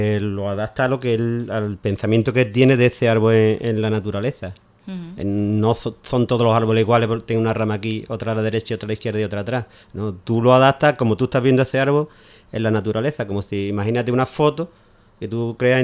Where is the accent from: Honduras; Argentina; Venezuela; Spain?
Spain; Ubrique, Andalusia; que somos gente de Ubrique y, como hemos dicho antes, de toda, prácticamente toda la provincia.